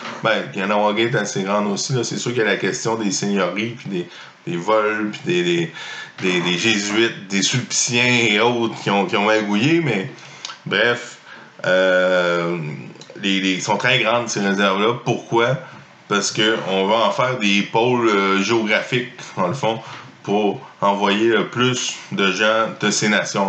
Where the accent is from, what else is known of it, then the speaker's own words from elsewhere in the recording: Quebec, Canada; parce qu'on peut, en tant que Québécois, une journée être sur le bout de notre chaise pour le sprint 100 mètres